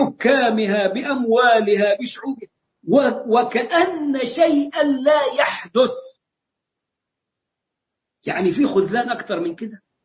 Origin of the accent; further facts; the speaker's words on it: Egypt; accent: Egyptian; نرحرح زي ما بنقول كده في لهجتنا المصرية